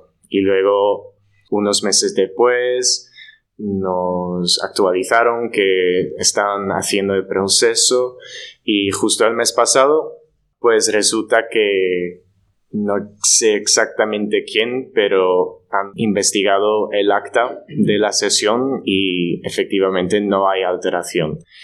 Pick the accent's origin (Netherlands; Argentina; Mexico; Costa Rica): Netherlands; Spanish is a second language; now in Spain; además soy extranjero, soy de Holanda, no puedo comparar cómo es la situación en España como con la holandesa